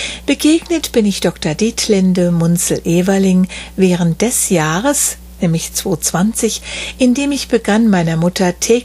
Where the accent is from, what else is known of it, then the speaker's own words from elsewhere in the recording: Wiesbaden, Hesse, Germany; moved away; Dass die Adresse in meine Heimatstadt Wiesbaden wies